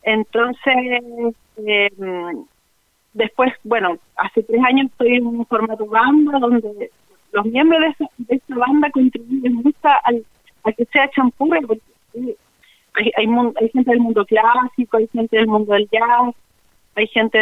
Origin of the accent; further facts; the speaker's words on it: Chile; Yo soy de Coquimbo, de acá, de Malleco, del territorio de Malleco. Y bueno, soy una cantora que está influenciada mucho por lo que es la champurria, la cultura champurria.